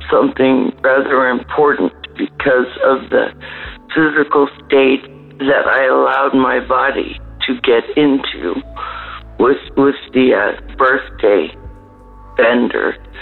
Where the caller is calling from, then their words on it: British Columbia, Canada; I'm calling from British Columbia, Canada.